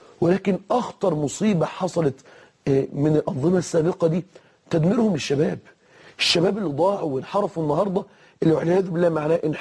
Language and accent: Arabic; Egypt; يعني مثلا هنا في مصر في المحاكم، عندنا في مصر أصدرت المحاكم قرارا